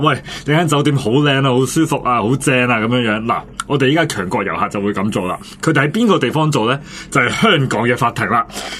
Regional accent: China; 咁我大陆落嚟

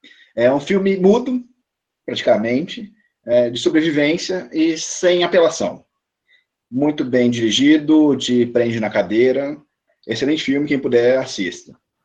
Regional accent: São Paulo, Brazil; Eu sou de São Paulo também, cara.

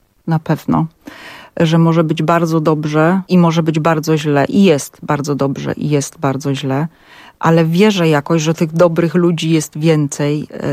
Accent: Silesian Voivodeship, Poland; My ze Śląska, słysząc te piosenki, to już naprawdę po prostu klepiemy się w głowę

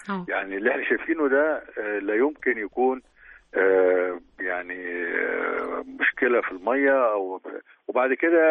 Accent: Egypt; في اماكن كتير في مش عندنا في مصر وبس، لا اللي حصل عندنا قبل كده

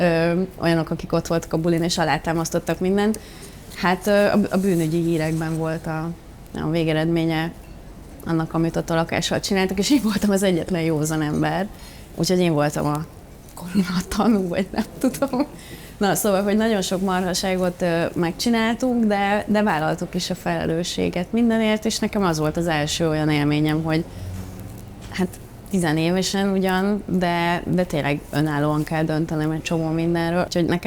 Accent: Szabolcs-Szatmár-Bereg, Hungary; 14 évesen költöztem el otthonról, mert ugye én Magyarország legkeletűbb csücskében születtem

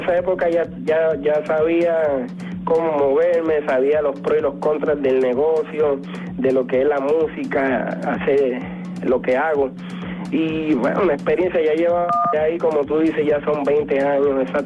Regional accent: Puerto Rico; productores de música en mi país, Puerto Rico

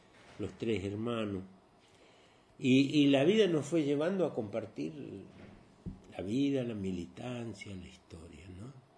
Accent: La Tablada, Buenos Aires Province, Argentina; Pero en realidad nacimos acá y de acá nos llevaron enseguida a La Tablada al otro día. Así que en el acta de nacimiento figura Capital Federal, pero nosotros somos bonaerenses.

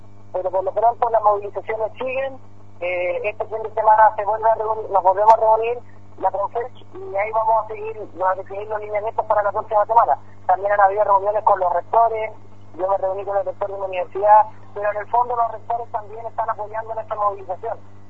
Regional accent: Chile; esa es un poco la problemática que tenemos como estudiantes chilenos

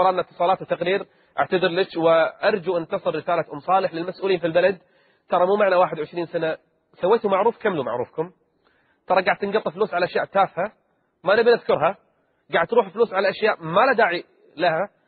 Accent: Kuwait; حتى عندنا بالكويت ما يعطى كل المعاش

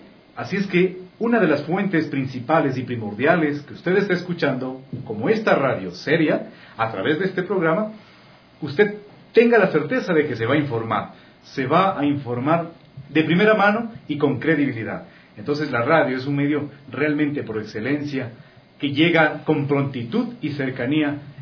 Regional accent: Quito, Pichincha, Ecuador; porque así somos los quiteños, tenemos sal, somos divertidos, somos alegres, somos entusiastas

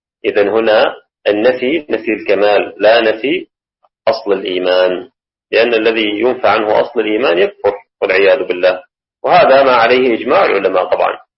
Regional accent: Syria; وهذا ما رأيناه رؤيا العين في بلدنا سوريا

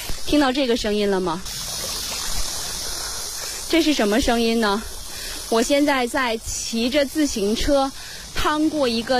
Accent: China; 我们中国人有一个习惯就是靠右行驶

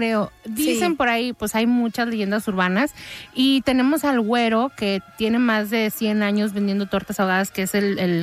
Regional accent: Guadalajara, Jalisco, Mexico; Porque soy de Guadalajara.

